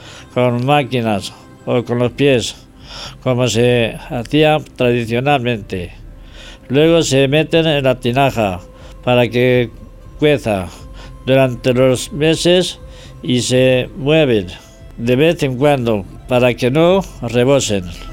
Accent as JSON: {"language": "Spanish", "town": "San Juan de la Nava", "region": "Castile and León", "country": "Spain", "said": "la historia de mi pueblo, San Juan de la Nava. Un pequeño pueblo de unos 500 habitantes, situado en la provincia de Ávila, a 30 kilómetros de la ciudad."}